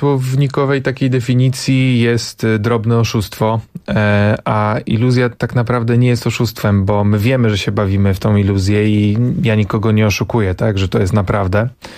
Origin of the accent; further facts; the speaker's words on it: Węgorzewo, Warmian-Masurian Voivodeship, Poland; also born or lived in Tricity; Ja jestem z małej miejscowości na Mazurach, z Węgorzewa, dumny. Potem mieszkałem w Trójmieście i nie jestem ani z bogatej rodziny